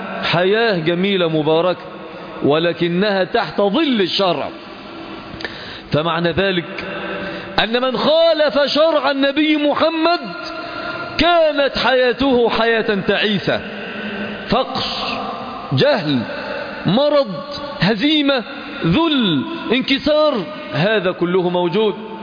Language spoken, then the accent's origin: Arabic; Egypt; نحن في بلدنا مصر، ما الذي نحتاج؟